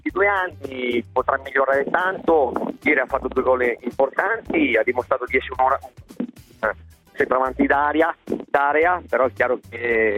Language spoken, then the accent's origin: Italian; Milan, Lombardy, Italy; Questo ce l'auguriamo tutti, da milanesi chiaramente.